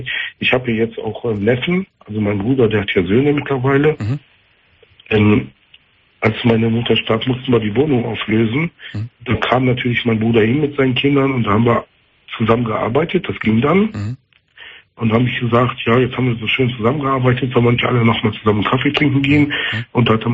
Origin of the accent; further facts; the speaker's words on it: North Rhine-Westphalia, Germany; ich komme aus dem Kölner Raum